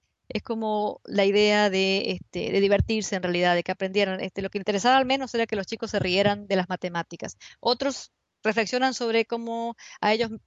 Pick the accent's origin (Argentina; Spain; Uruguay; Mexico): Argentina; en distintos países ha sido trabajado, sobre todo en Argentina, de donde yo vengo